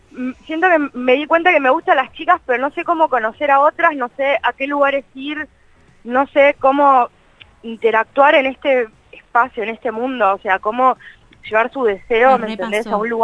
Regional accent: Buenos Aires, Argentina; soy periodista, soy de Capital Federal.

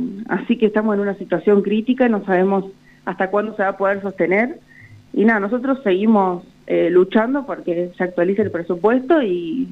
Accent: Santa Rosa, La Pampa, Argentina; Sí, yo soy de Santa Rosa

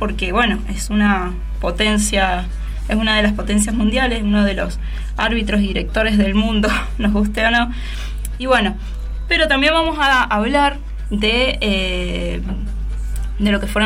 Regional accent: Argentina; cómo nos puede llegar a influir a nosotros como latinoamericanos, como argentinos, esta elección

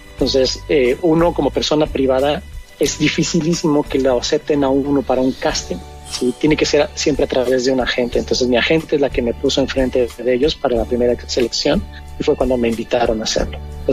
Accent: Mexico; lo cambiaron a mexicano porque yo soy mexicano

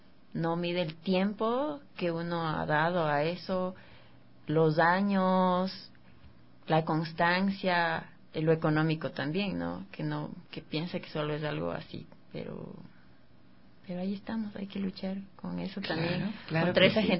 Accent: Ambato, Tungurahua, Ecuador; Yo soy de Ambato, realmente.

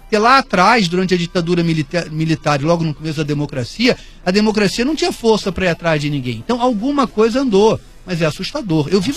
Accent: Rio de Janeiro, Brazil; born there; E a vida já é dura para mim, que nasci branco na Zona Sul do Rio de Janeiro.

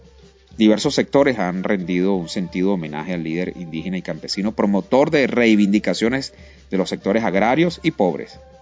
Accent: Bolivia; es mi tierra con Bolivia. Continuamos nosotros acá con el acontecer noticioso en mi amada Bolivia.

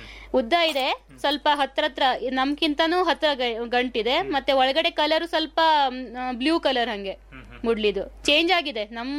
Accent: Yellapur, Karnataka, India; ನಾನು ಯಲ್ಲಾಪುರ್ನವಳು. ನಮ್ಮ ಅಲ್ಲೇನೋ ಗೊತ್ತಿಲ್ಲಾಗಿತ್ತು ಗೆಡ್ಡೆ ಗೆಣಸು ಬಗ್ಗೆ. ಇಲ್ಲಿ ಮದುವೆ ಆದ ನಂತರನೇ ಎಲ್ಲ ಕಲ್ತ್ಕೊಂಡಿರೋದು.

